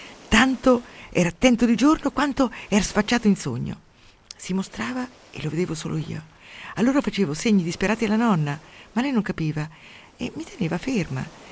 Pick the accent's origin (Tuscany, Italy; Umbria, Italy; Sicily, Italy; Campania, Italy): Umbria, Italy; Mi sembra di stare al mio paese, nell'alta valle del Tevere, dove c'era la nebbia 8 mesi all'anno e tutti erano piegati in 2 di reumatismi. Io avevo molta paura, come tutti i bambini, avevo molta paura della nebbia